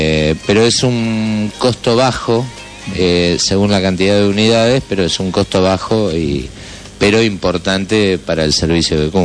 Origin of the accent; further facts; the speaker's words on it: Mar del Plata, Buenos Aires Province, Argentina; para los que somos de Mar del Plata